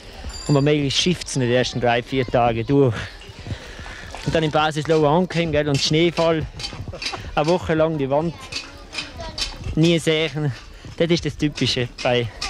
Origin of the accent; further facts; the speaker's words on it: Tyrol, Austria; Wir sind Tiroler.